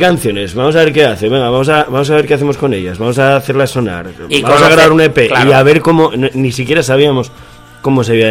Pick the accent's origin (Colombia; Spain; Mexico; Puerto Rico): Spain; Gijón, Asturias; básicamente nos conocemos desde la adolescencia, nosotros somos de Gijón